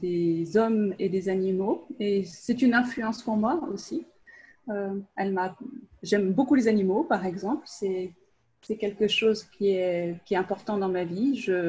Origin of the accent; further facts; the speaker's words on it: France; je suis française et j'habite en Normandie, dans le nord-ouest de la France.